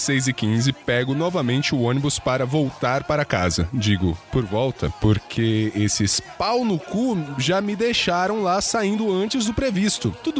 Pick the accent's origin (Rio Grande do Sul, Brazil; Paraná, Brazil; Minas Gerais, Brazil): Rio Grande do Sul, Brazil; tenho 19 anos e sou de RS.